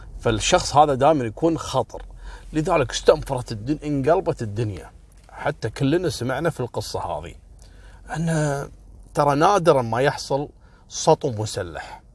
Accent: Kuwait; لأن هذا الموضوع وصل لأعلى مستويات عندنا في الكويت

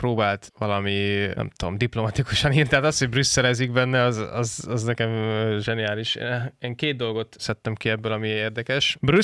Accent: Budapest, Hungary; én abszolút budapesti vagyok, hogy fogalmam sincs, mik ezek a mahinációk

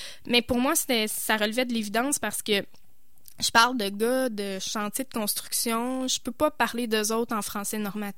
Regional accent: Quebec, Canada; je viens de la Côte-Nord, je parle cette langue-là, avec ces accents-là, ces structures de phrases-là, ces erreurs de français-là.

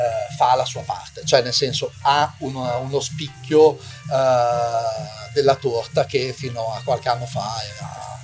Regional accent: Imola, Emilia-Romagna, Italy; born there; now in Bologna, Italy; sono commerciante, sono nato a Imola. Ho 40 anni e vivo qua a Bologna da oltre 20, da quando ho 18 anni, che sono appunto trasferito da un paesello qui dell'Appennino in città.

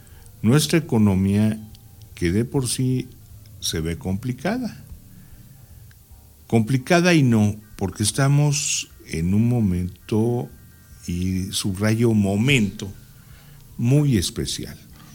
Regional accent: Mexico; Mientras no haya un concepto hacia el cual aspirar como mexicanos, no sabemos a dónde vamos.

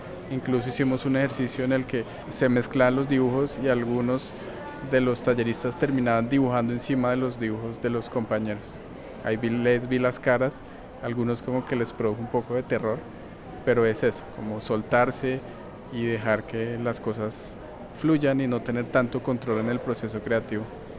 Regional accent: Bogotá, Colombia; yo soy artista de Bogotá.

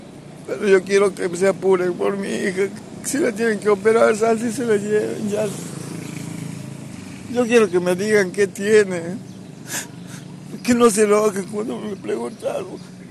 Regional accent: General Mosconi, Salta, Argentina; somos de Mosconi, y nos vinimos porque no hay trabajo allá, vivimos de changa.

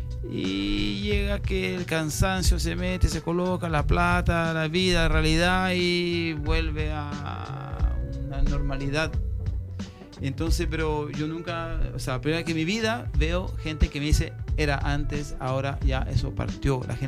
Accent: France; Spanish is a second language; yo nunca he sentido, por ejemplo, en mi país, en Francia

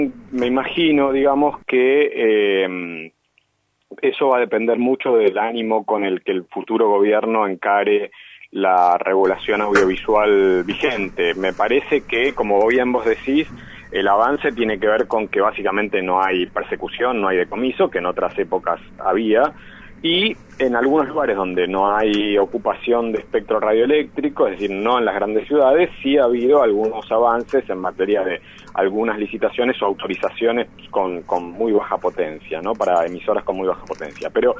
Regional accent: Santa Fe, Argentina; now in Buenos Aires, Argentina; pero hace mucho que no vivo en Santa Fe, o sea, décadas y décadas. Entonces, soy de origen santafesino, pero vivo en Buenos Aires

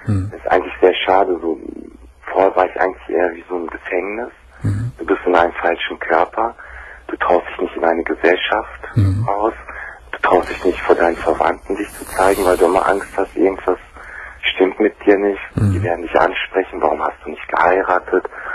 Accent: Germany; born there; Ich bin auch hier in Deutschland geboren.

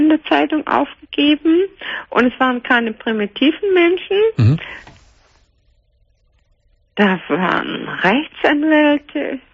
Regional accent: Germany; Ich bin Deutsche.

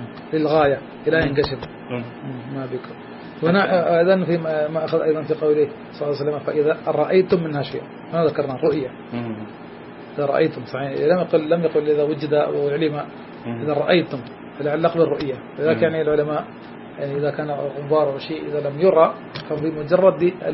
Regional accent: India; حتى عندنا في الهند من مسائل العوام أن لا يأكل ولا يشرب عند الكسوف

